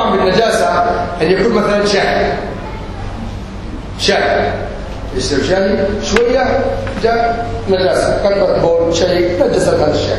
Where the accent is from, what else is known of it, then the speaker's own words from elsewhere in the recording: Yemen; accent: Yemeni; أنا دائما أتكلم باللهجة اليمنية غالبا تغلب علي اللهجة اليمنية